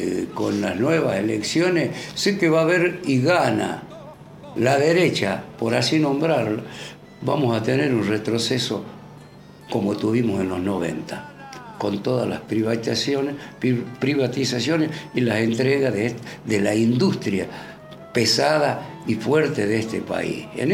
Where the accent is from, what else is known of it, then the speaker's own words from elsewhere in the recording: Argentina; yo, como ciudadano argentino, lo veo en mi país en un avance en cuanto a lo social